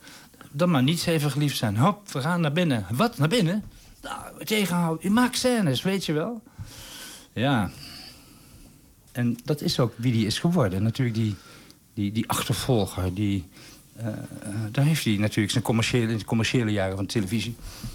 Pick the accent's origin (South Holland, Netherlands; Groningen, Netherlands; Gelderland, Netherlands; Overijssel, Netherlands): Gelderland, Netherlands; Nijmegen; In Nijmegen, waar ik vandaan kom